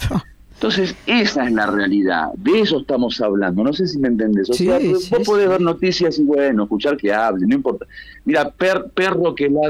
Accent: Buenos Aires, Argentina; accent: porteño; Disculpa que soy muy porteño en hablar.

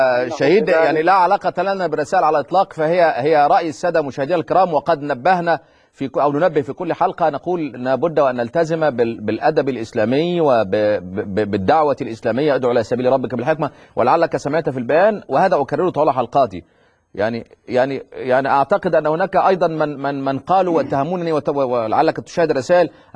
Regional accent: Egypt; زي كما يقولون عندنا في مصر

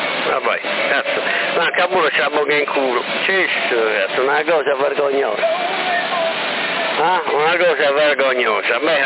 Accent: Sorso, Sardinia, Italy; Io sono di Sorso, non sono di Sassari.

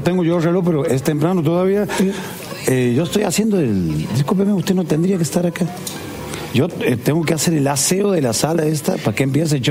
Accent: La Banda, Santiago del Estero, Argentina; also born or lived in Frías; Yo nací en Frías y he sido criado en La Banda.

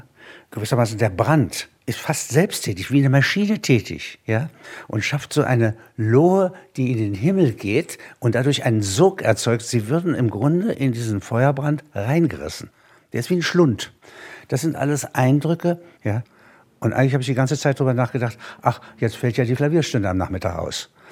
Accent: Halberstadt, Saxony-Anhalt, Germany; eine Backsteinstadt, wie meine Heimatstadt, zerstört wird, hier Zementbauten zerstört werden. Das ist viel wüstenähnlicher. Wir haben in Halberstadt weiße Fahnen gehängt.

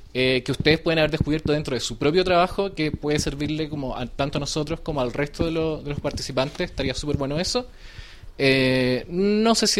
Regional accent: Santiago, Santiago Metropolitan, Chile; Vengo de Chile, de Santiago.

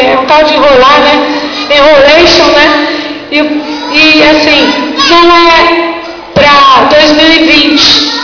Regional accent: Cubatão, São Paulo, Brazil; eu nasci Cubatão, sou filha de cubatenses, neta de cubatenses, bisneta de cubatenses, tataraneta de cubatenses. Minhas raízes aqui são profundas, eu amo essa cidade

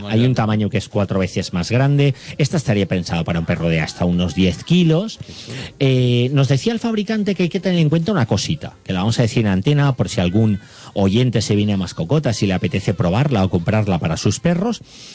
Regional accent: Guadassuar, Valencian Community, Spain; yo vivo muy cerca, yo soy de Guadasuar

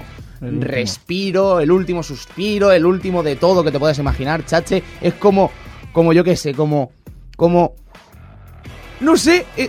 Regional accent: Catalonia, Spain; Cásquele. Que soy catalán.

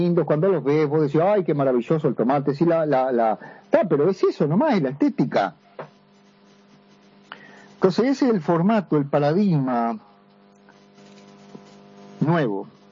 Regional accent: Uruguay; now in Buenos Aires, Argentina; estoy en Buenos Aires, yo tengo residencia brasileña, soy uruguayo, tengo residencia brasileña y argentina.

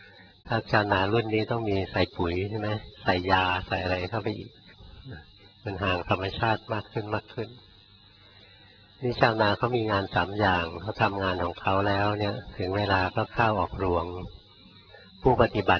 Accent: Bangkok, Thailand; เราคนกรุงเทพเกิดกรุงเทพ

